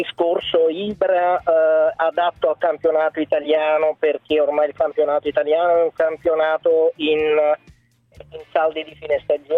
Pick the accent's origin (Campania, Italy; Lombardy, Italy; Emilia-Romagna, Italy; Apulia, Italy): Campania, Italy; Naples; io sono napoletano, tifosissimo del Napoli